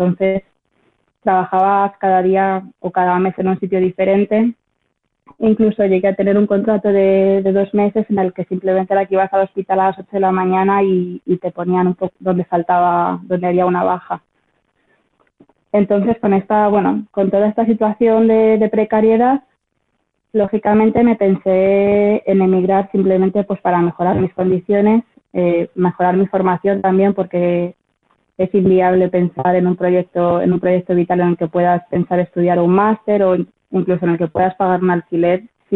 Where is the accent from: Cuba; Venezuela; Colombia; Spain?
Spain; Madrid, Community of Madrid; now in Bristol, United Kingdom; soy una enfermera de Madrid y actualmente me encuentro viviendo y trabajando en Bristol, en un hospital en Inglaterra.